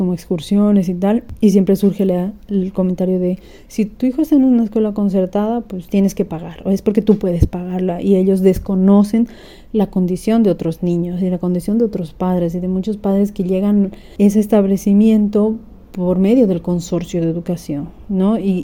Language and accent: Spanish; Bolivia; now in Barcelona, Spain; Yo soy de Bolivia, tengo un hijo de 8 años actualmente. Él está escolarizado y vivimos en Barcelona.